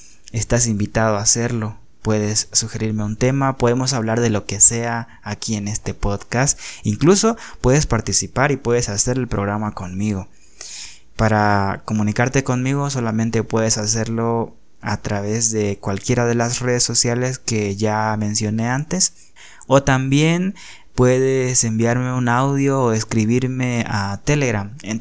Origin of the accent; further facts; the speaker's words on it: Bolivia; yo soy boliviano y no sé si seré el primer podcaster boliviano